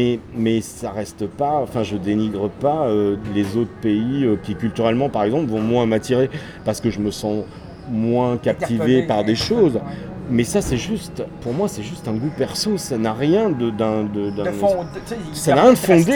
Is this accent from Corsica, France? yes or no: yes; Corsica, France; Moi, tu vois, je suis corse d'origine et j'ai vécu là-bas 20 ans.